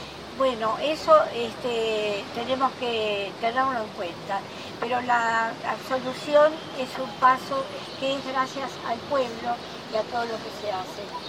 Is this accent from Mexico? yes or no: no; Argentina; Somos argentinos, no somos enemigos